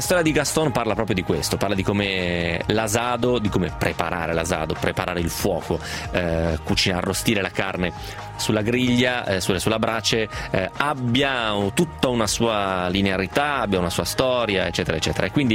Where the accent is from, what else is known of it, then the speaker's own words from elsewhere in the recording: Piedmont, Italy; da piemontese insomma, so cos'è la bagna cauda